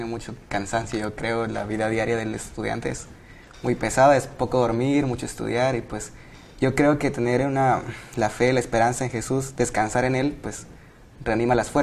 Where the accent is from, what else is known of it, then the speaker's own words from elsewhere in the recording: Veracruz, Mexico; estudio la carrera de odontología el segundo año y vengo del estado de Veracruz.